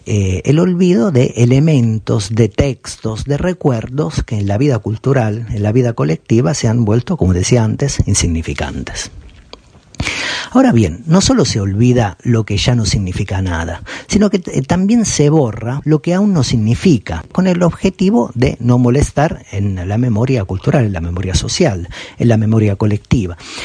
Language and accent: Spanish; Italy; me remito a mi país de origen, Italia